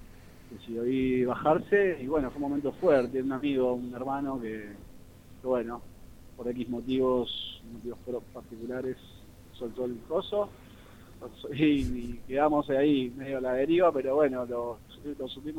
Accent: Argentina; Y nosotros como argentinos tenemos mucha suerte de estar allí

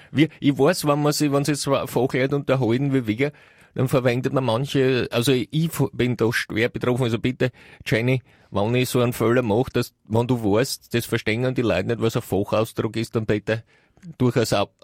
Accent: United States; now in Austria; ich komme ja aus Amerika, nicht? Ich habe ja da wirklich einen größeren Blick.

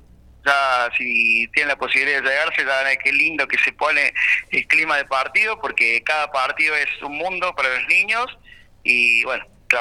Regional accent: Villa Allende, Córdoba, Argentina; Nuestra intención, como somos de acá de Villa Allende

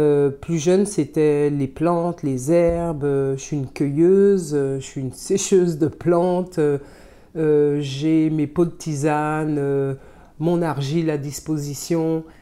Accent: Martinique; on faisait ça avec du rhum, puisque c'est ma boisson locale, hein, je viens de la Martinique

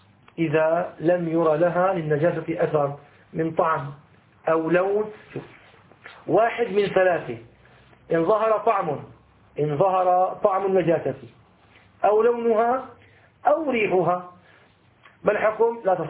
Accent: Damascus, Damascus Governorate, Syria; أبد النهر الفيجي عندنا في دمشق لما يكون في أيام الربيع يكون يجري بقوة

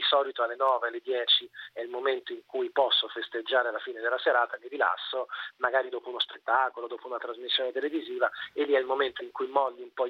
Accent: Tuscany, Italy; Io non amavo granché la carne, anche se sono toscano

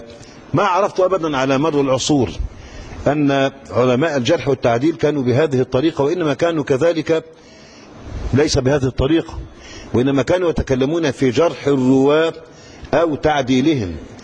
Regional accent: Cairo, Cairo Governorate, Egypt; وده اللي معروف عندنا في القاهرة

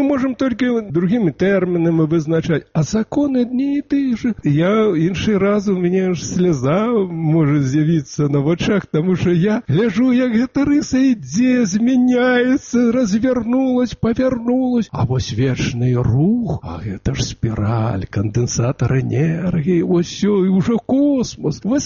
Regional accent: Ukraine; Belarusian is a second language; Тут уже вызначалі, што я з Украіны, а мені так спадабалася мова. Я разумею, што ў мяне можа быць діалект.

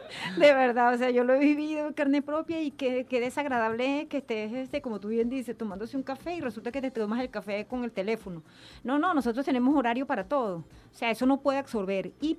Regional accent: Venezuela; nosotros somos venezolanos, tenemos esa sangre bien caliente y bien, bien chévere.

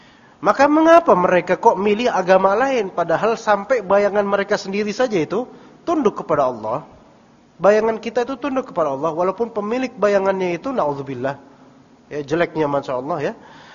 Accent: Jakarta, Indonesia; Diganti sama kita orang Betawi terutama.

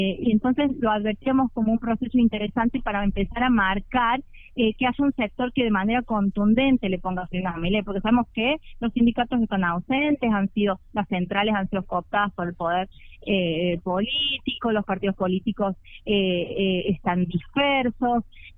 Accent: San Luis, Argentina; incluso las que no vivimos en Cava, como en mi caso que soy de San Luis

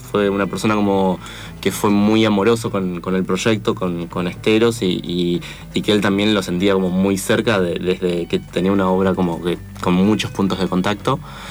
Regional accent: Paso de los Libres, Corrientes, Argentina; moved away as an adult; now in Buenos Aires, Argentina; yo soy de Paso de los Libres, que uh-huh. es donde filmamos la película. Nací, me crié ahí en Paso de los Libres, en Corrientes. Me vine a Buenos Aires a estudiar diseño, imagen y sonido en la UBA.

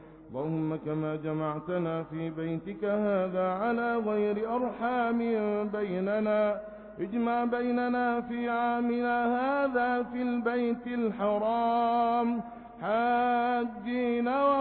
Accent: Egypt; بلدنا مصر

